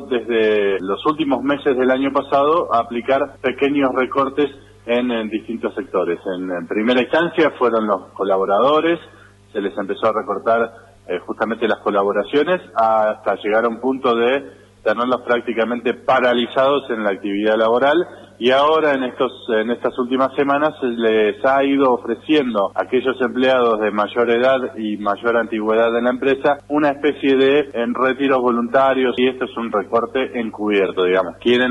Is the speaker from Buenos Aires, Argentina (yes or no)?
no; Bariloche, Río Negro, Argentina; Soy de Bariloche y soy periodista